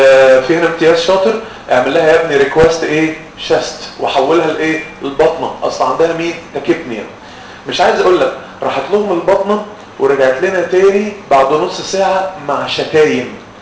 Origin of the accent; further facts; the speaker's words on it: Egypt; ودي مأساة عندنا في مصر